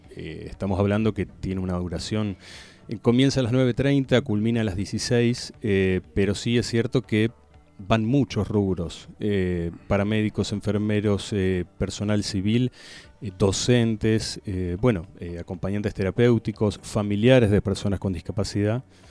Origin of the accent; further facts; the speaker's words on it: Capilla del Monte, Córdoba, Argentina; cerrarlo en Capilla del Monte. Mi pueblo, mi cuartel, ¿no?